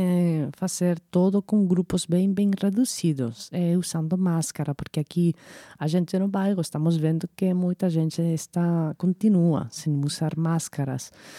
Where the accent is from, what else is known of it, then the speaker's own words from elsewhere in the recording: Zaragoza, Aragon, Spain; Portuguese is a second language; now in Madrid, Spain; quando eu saí de Zaragoza para morar em Madrid